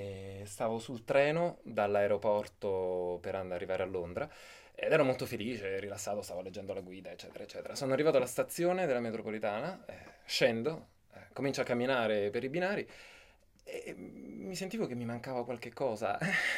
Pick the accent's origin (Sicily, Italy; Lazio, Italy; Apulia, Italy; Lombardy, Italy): Lazio, Italy; Rome; Ma io sono di Roma